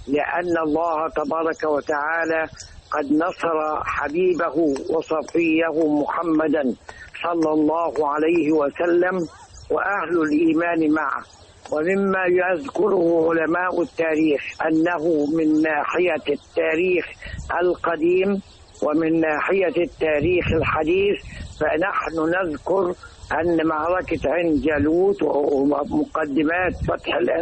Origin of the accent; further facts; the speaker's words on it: Egypt; أما المعركة التي يجب ألا ننساها أبدا كمصريين وكمسلمين